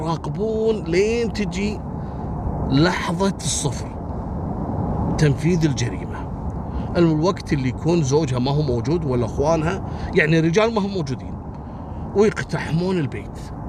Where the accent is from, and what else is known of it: Kuwait